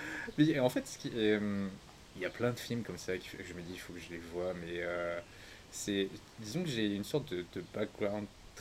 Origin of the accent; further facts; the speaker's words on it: France; also born or lived in Cambodia; moi je suis français, cambodgien, avec des origines asiatiques et un mélange culturel de plein de nationalités